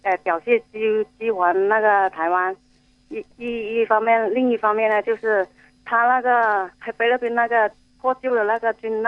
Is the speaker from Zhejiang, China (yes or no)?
no; Guangdong, China; 因为其中都是我们都是中国人嘛